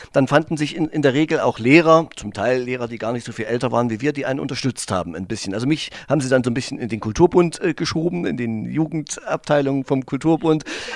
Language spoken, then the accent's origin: German; Erfurt, Thuringia, Germany; Ich komme ja aus Erfurt, ja.